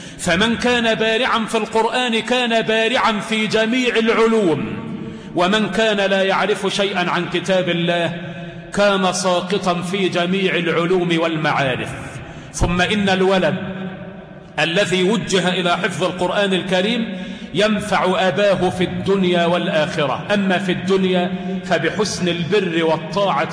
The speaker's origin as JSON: {"language": "Arabic", "country": "Egypt", "said": "اللهم احفظ بلدنا مصر من أيدي العابثين ومن نفاق المنافقين"}